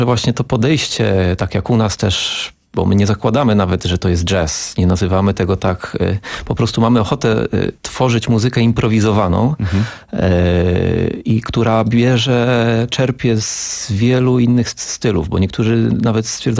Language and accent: Polish; Łódź, Łódź Voivodeship, Poland; bo ja pochodzę z Łodzi.